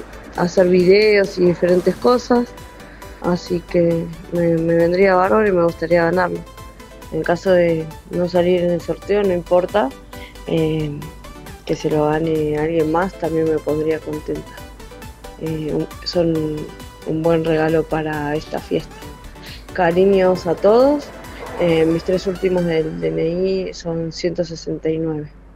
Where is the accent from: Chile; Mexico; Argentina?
Argentina; Quilmes, Buenos Aires Province; Hola, ¿qué tal?